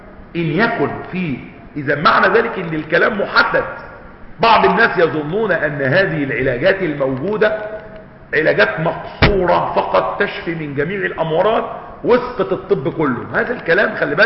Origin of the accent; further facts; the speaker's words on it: Egypt; ما بيتعالجوش عندنا في مصر